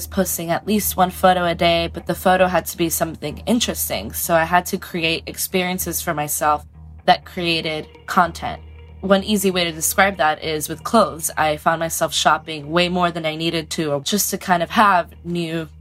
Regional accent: Miami, Florida, United States; now in New York City, United States; I'm originally from Miami, but I live in New York City.

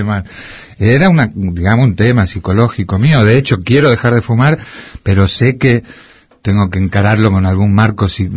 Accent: Argentina; yo soy muy argentino, entonces tengo el choque

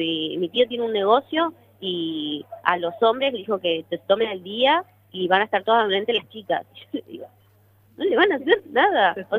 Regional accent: Trelew, Chubut, Argentina; Ver Trelew, mi pueblo donde nací, me crié y estoy acá

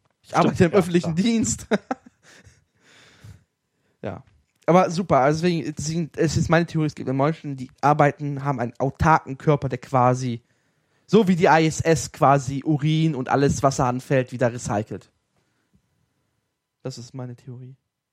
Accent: Salzgitter, Lower Saxony, Germany; born there; Meine Hermann-Göring-Stadt, meine Geburtsstadt, meine Stadt Salzgitter ist keine Großstadt mehr.

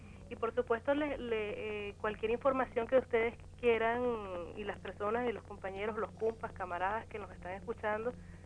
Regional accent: Venezuela; now in Argentina; nosotras y nosotros como venezolanos. Por eso es que nosotras y nosotros como colectivo, como personas que estamos acá compartiendo con ustedes en la Argentina

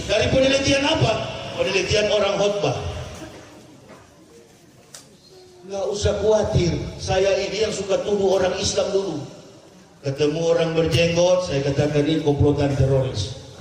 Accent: Manado, North Sulawesi, Indonesia; Orang Melayu, saya orang Manado pakai falsafah hidup orang Melayu.

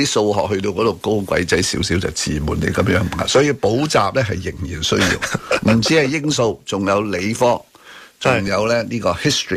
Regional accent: Hong Kong; 代表我哋香港人

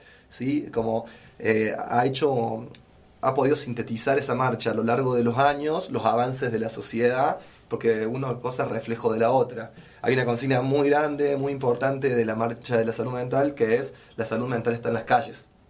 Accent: Córdoba, Argentina; por lo menos para mí como como cordobés y bueno, y como profesional de salud

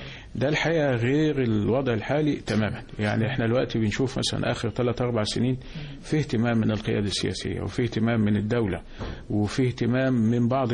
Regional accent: Egypt; انا دايما بقول احنا عندنا في مصر ما شاء الله عندنا كميات من المواهب والخبرات

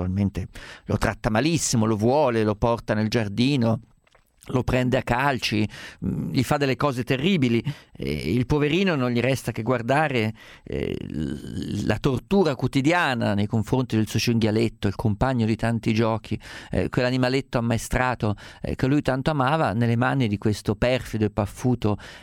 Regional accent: Umbria, Italy; mi piace il maiale perché sono umbro

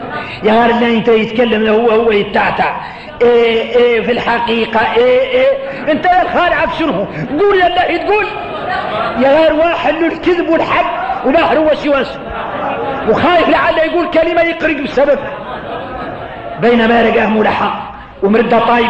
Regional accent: Mauritania; احنا موريتاني احنا موريتاني

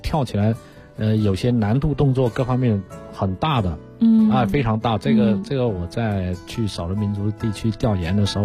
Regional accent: Guangxi, China; 我是广西人啊，就是我们广西柳州有一个县叫三江县

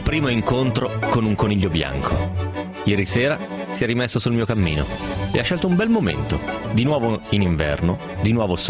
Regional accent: Bergamo, Lombardy, Italy; ho 50 anni e vengo da Bergamo.

